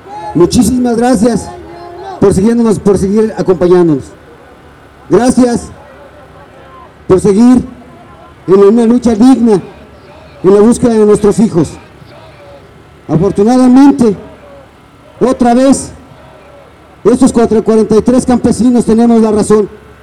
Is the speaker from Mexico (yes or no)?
yes; Mexico; porque tenemos derecho, como mexicanos, de saber la verdad